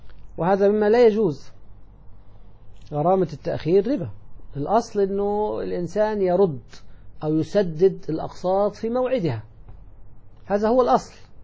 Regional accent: Egypt; موظفي الحكومة مثل الذي عندنا في مصر وأيضا في يعني بعض البلاد الأخرى

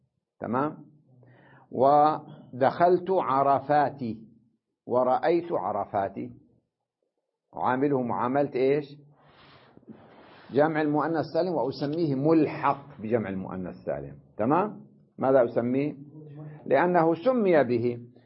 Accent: Syria; بينما عندنا بسوريا، تمام؟ كلها بالفصحى

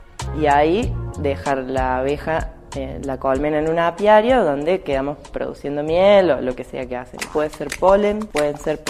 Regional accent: Alta Gracia, Córdoba, Argentina; soy ingeniera agrónoma. Soy de Altagracia y soy apicultora.

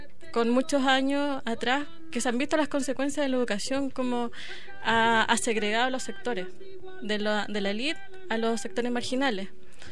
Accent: Temuco, Araucanía, Chile; de Chile. Yo vengo de Temuco, que es una región que está al sur de Chile.

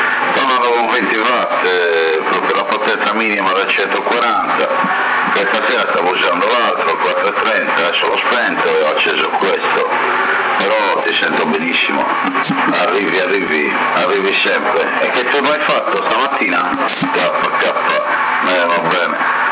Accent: Porto Torres, Sardinia, Italy; now in Sassari, Italy; io sono di Porto Torres, sono 40 anni a Sassari

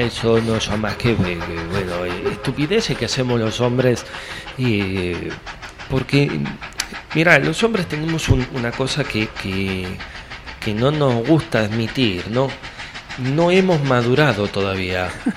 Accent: Carro Quemado, La Pampa, Argentina; de mi pueblo, ¿no? De allá, de Carro Quemado, vino a Buenos Aires.

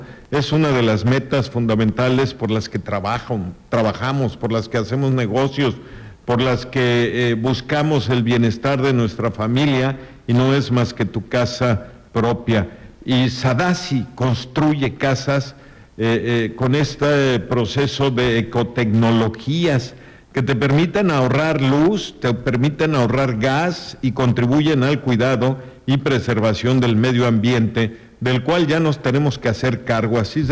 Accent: Chicxulub, Yucatán, Mexico; accent: Chicxulub; mi acento chicxulubense, pues no se asemeja al acento inglés

